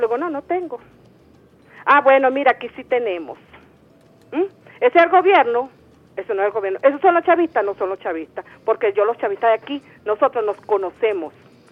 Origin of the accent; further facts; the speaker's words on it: Venezuela; porque yo soy venezolana